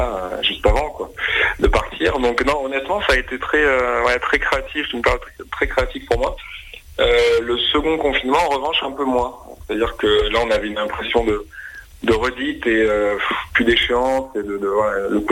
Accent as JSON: {"language": "French", "town": "Montpellier", "region": "Occitanie", "country": "France", "tie": "born or raised there", "said": "Station balnéaire, pas loin de chez moi, à Montpellier."}